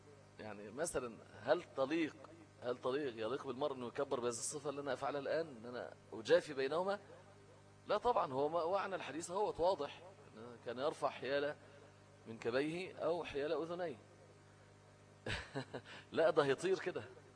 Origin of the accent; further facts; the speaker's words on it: Egypt; لان المشهور عندنا في مصر ايه، حفص مش ورش